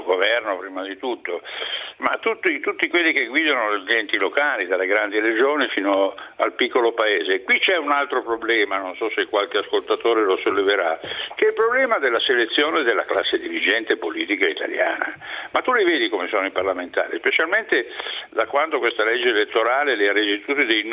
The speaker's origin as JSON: {"language": "Italian", "region": "Piedmont", "country": "Italy", "said": "io sono più spostato tra il Piemonte e la Lombardia, perché il Monferrato è lì sul confine"}